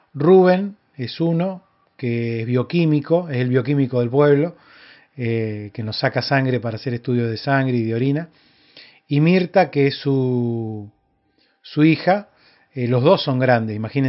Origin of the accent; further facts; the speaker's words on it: Córdoba, Argentina; born there; fue una persona muy común de la misma ciudad donde yo vivo, donde yo nací.